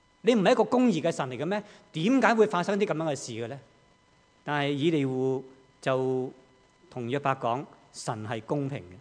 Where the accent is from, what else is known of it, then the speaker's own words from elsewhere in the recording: China; 但是好像我们中国人所说的、我们要悬崖勒马这样